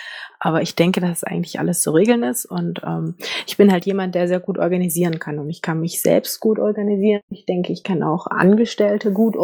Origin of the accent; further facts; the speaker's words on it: Saxony, Germany; ich komme aus dem Erzgebirge, ich bin dort geboren und aufgewachsen. Ich habe dann Aue Abitur gemacht, also richtige Sächsin.